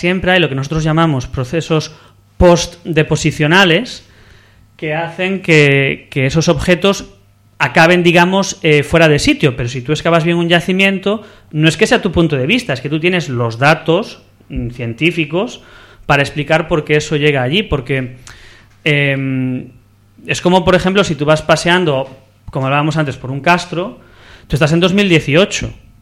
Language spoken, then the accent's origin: Spanish; Vigo, Galicia, Spain; Yo soy de Vigo